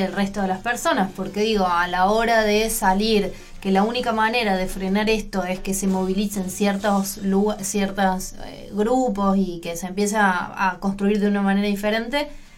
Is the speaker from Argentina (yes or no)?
yes; Córdoba, Argentina; now in Buenos Aires, Argentina; yo, de hecho, soy cordobesa y me fui a vivir a Buenos Aires y entiendo un poco de qué va la situación.